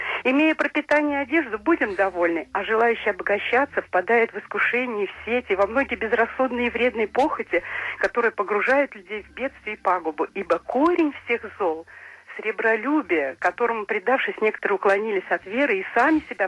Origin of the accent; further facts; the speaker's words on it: Krasnodar Krai, Russia; Мы с Кубани.